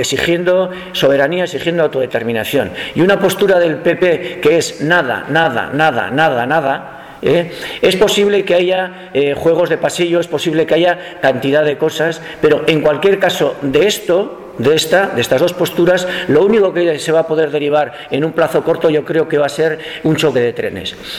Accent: Pamplona, Navarre, Spain; yo soy de Iruña, ¿no? Del casco viejo.

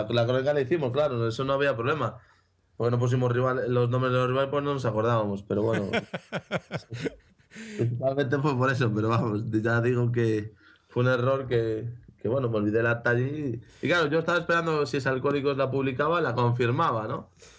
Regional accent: Vigo, Galicia, Spain; Yo soy de Vigo, vivo en Vigo y la sede es en Pontevedra

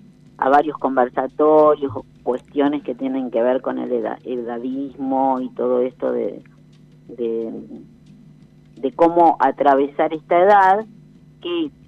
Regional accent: General Pico, La Pampa, Argentina; Somos las dos de General Pico.

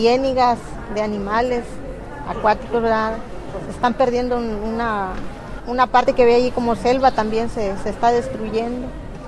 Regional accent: Ozuluama, Veracruz, Mexico; vengo de norte de Veracruz, de Usuluama, Veracruz

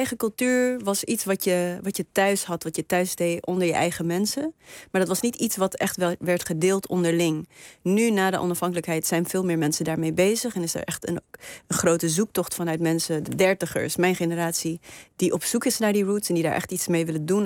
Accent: Namibia; En iedereen sprak Nederlands en ik sprak Afrikaans. En ik moest de hele tijd uitleggen waar ik vandaan kwam. En ik vol trots vertelde ik dat ik uit Namibië kwam.

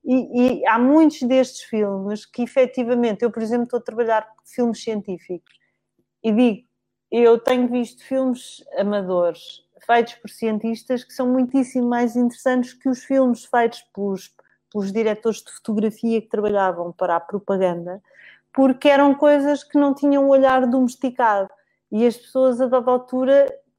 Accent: Alentejo, Portugal; eu sou alentejana

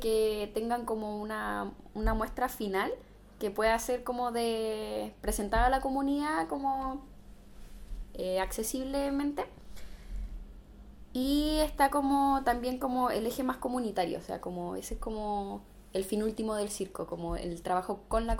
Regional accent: Santiago, Santiago Metropolitan, Chile; yo soy de Santiago, vine de paso por aquí por Coyhaique

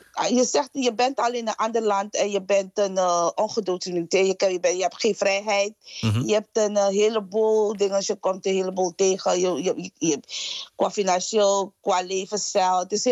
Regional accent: Suriname; Mijn gerecht, ik vertegenwoordig Suriname. En mijn verhaal vertelt over... Ja, van waar ik kom en het multiculturele land van waar ik kom.

